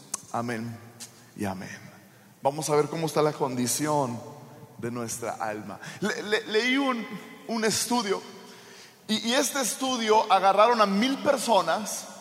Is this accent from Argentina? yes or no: no; Sonora, Mexico; Y yo crecí en México. A mí me corre machaca por las venas, ¿verdad? Yo soy sonorense y mi esposa es de Sonora.